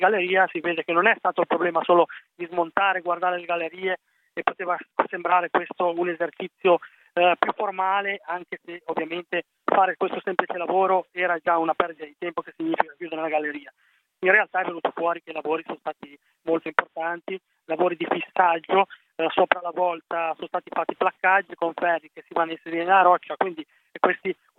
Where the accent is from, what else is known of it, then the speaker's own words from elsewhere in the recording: Chiavari, Liguria, Italy; sono di Chiavari, quindi parte in causa, un territorio che conosco benissimo, conosco galleria per galleria